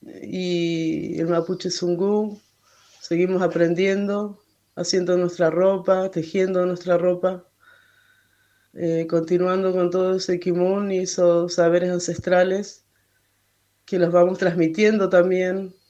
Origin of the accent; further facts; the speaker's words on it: Santa Cruz, Argentina; also born or lived in Esquel; now in Caleta Olivia, Argentina; soy Mapuche Somó. Nací en Esquel. Toda mi familia es de Esquel, pero bueno, nos tocó criarnos en Santa Cruz, en un pueblito. Ahora vivo en Caleta Olivia con mis 4 hijos.